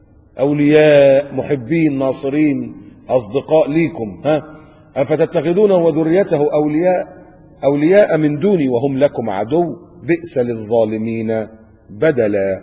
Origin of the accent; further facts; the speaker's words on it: Egypt; now in Qatar; لكن للأسف عندنا في مصر تلاقي إيه، كل محافظة وكل بلد عاملة لها واحد.